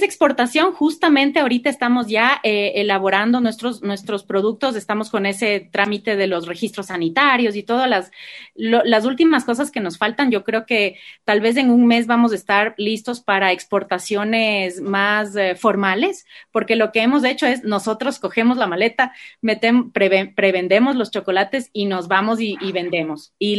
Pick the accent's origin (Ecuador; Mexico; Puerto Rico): Ecuador; desde ponernos la camiseta como ecuatorianos y como embajadores de nuestro chocolate.